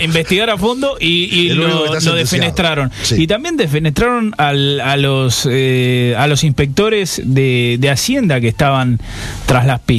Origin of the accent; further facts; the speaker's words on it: Estepona, Andalusia, Spain; me parece que yo soy muy de Estepona, muy esteponero